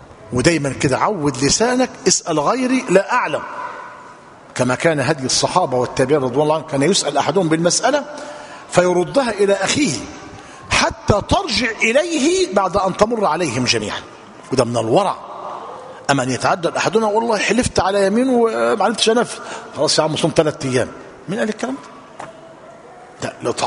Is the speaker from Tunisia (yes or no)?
no; Egypt; أصبح في بلادنا مصر الثوب معلوم الذي نرتديه